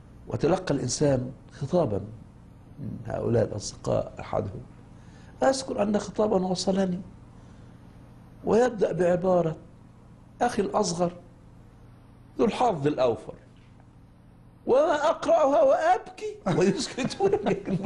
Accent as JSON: {"language": "Arabic", "country": "Egypt", "tie": "born or raised there", "lives_now": "Cairo, Egypt", "said": "إحنا في قريتنا يضاعفون أداة التعريف للمية، فلا تصبح المية وإنما تصبح لمية، فعندما نقول هذا يضحك السكان"}